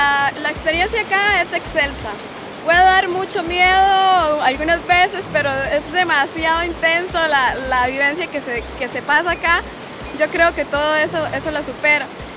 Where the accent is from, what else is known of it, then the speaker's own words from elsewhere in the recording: Heredia, Costa Rica; soy de Heredia